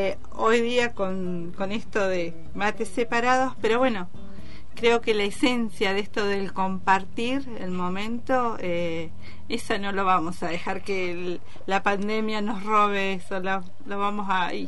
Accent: Argentina; como buenos argentinos que somos

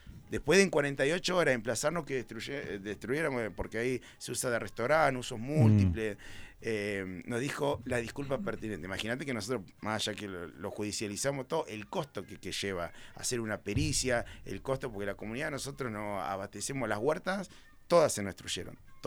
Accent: Capilla del Monte, Córdoba, Argentina; Nosotros también somos de Capilla. Mi abuelo trabajó toda la vida en el mercado municipal, mi padre también, se fue a Buenos Aires. Yo volví hace 12 años con un montón de sueños, pero tengo toda mi familia acá.

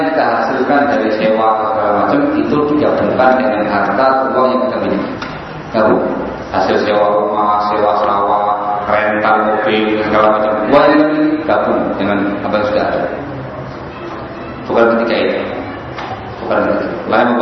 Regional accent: Yogyakarta, Special Region of Yogyakarta, Indonesia; Saya dari Jogja.

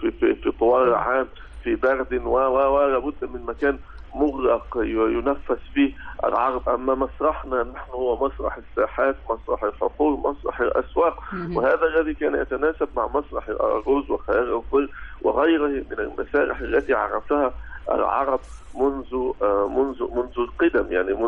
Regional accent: Abu Kabir, Al Sharqia Governorate, Egypt; يعني ممكن نرجعها لي لما كان عندي 4 سنوات. وعندما رأيت ذلك الرجل في قريتي أبو كبير شرقية

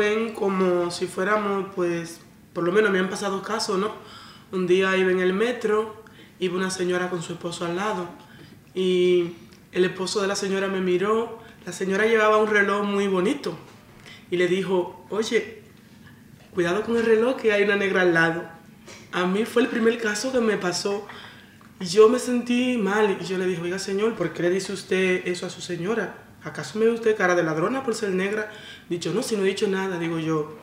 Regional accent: Santo Domingo, Distrito Nacional, Dominican Republic; vengo de Santo Domingo.

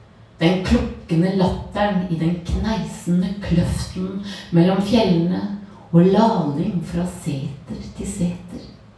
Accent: Telemark, Norway; Ja, jeg vokste opp i Telemark med utsikt over en fjord mellom fjell.

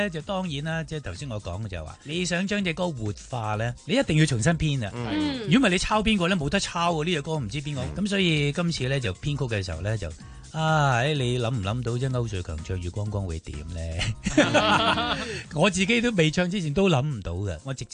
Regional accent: Guangdong, China; 呢啲就系我哋广东人最 hit

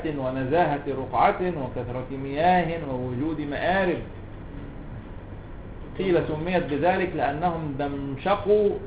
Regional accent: Cairo, Cairo Governorate, Egypt; born there; انا قاهري مولد والمنشا

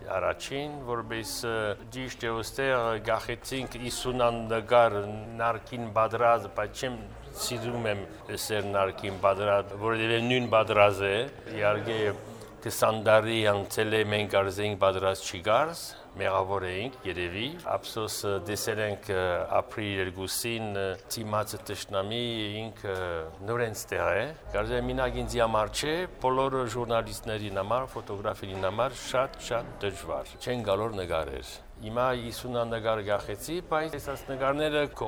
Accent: France; 92-ը եկել եմ որպես ֆրանսահայ։

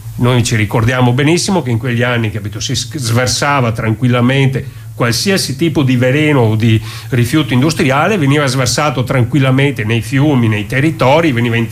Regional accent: Veneto, Italy; Noi siamo del Veneto.

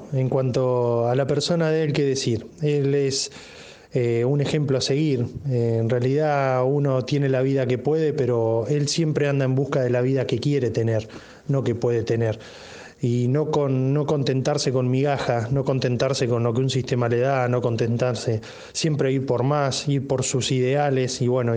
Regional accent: Olavarría, Buenos Aires Province, Argentina; Nosotros estamos más de 800 kilómetros de donde él vive. Soy de Olavarría, de la ciudad natal de él.

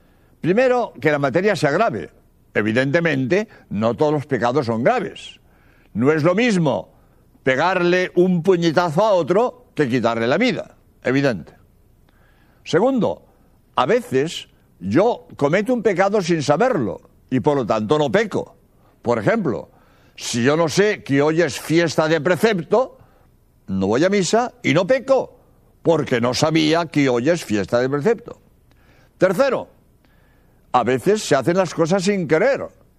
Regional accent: Spain; soy jesuita español

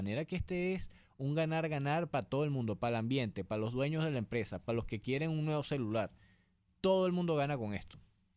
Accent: Venezuela; es importante que nosotros como venezolanos también logremos implantar una cultura

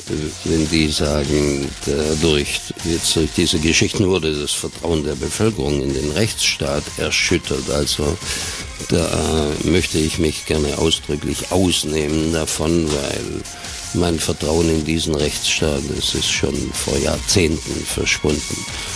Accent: Baden-Württemberg, Germany; wie man bei uns in Schwabenland gesagt hat

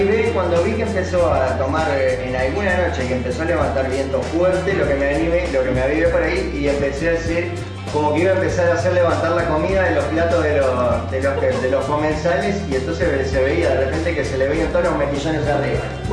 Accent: Uruguay; y como uruguayos consumidores y turistas

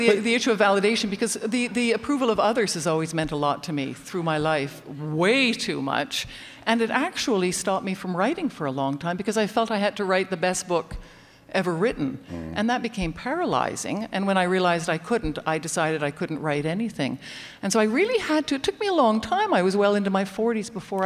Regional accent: Canada; I was raised with privilege. I was raised in Canada. I was raised healthy with a certain amount of intelligence.

